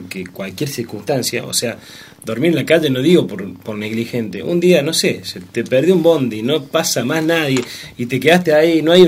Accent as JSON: {"language": "Spanish", "town": "Anfunes", "region": "Córdoba", "country": "Argentina", "tie": "born there", "said": "De Anfunes."}